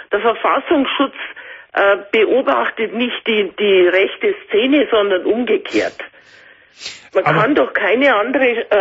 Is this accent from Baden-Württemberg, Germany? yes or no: no; Bavaria, Germany; Ich komme aus Bayern.